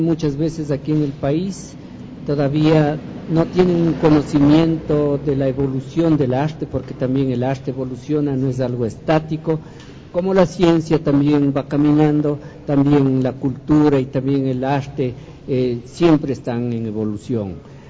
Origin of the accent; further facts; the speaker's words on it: Ecuador; porque ese es el manco que tenemos como ecuatorianos